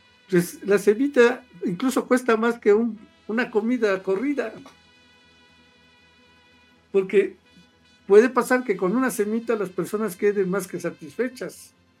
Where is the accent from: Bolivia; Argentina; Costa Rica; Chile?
Costa Rica; born there; Para mí, haber nacido en Costa Rica está bien, pero soy mexicana.